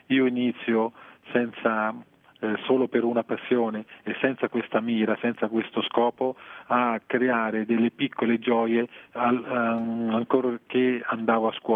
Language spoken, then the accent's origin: Italian; Frosinone, Lazio, Italy; born there; Io sono nato a Frosinone